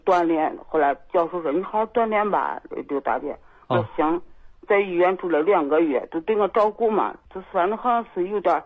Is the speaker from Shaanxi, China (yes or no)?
yes; Xi'an, Shaanxi, China; 我是西安的。